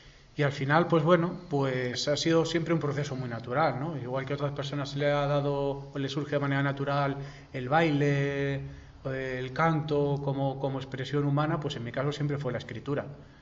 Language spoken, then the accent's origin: Spanish; Pinto, Community of Madrid, Spain; somos tres personas de Pinto que nos ha unido esa vivencia, digamos, geográfica